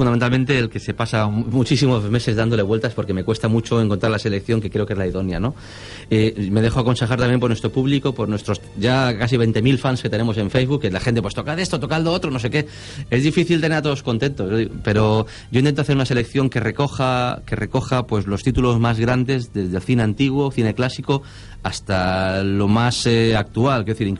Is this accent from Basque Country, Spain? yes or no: no; Valencian Community, Spain; Tengo que decir, como valenciano que soy, que gran parte de la orquesta es de músicos valencianos.